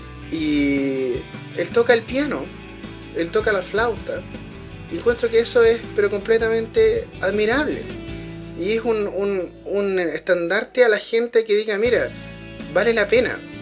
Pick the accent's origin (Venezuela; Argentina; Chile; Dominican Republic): Chile; yo sé que en mi país, en Chile, no sé por qué razón nos importa tanto lo que piensan los gringos.